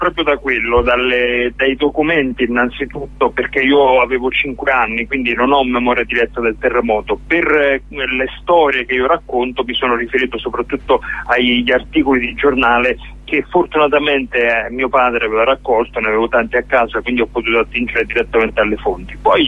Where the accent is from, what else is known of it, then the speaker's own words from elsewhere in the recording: Lioni, Campania, Italy; moved away; Io sono originario di Lioni, anche se ormai non vivo più lì. Lioni è uno dei comuni come colpiti dal terremoto